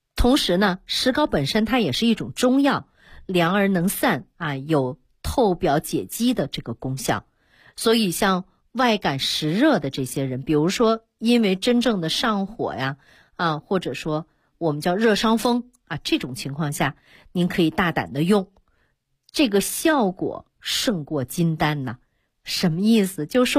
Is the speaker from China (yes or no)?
yes; China; 那作为中国人，我们也有得天独厚的这样的一个保持健康的条件。